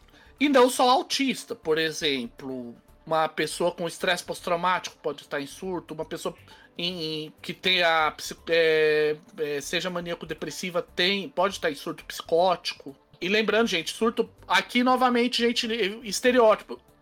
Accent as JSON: {"language": "Portuguese", "region": "São Paulo", "country": "Brazil", "said": "Sou de São Paulo, isso dá gatilho em mim também."}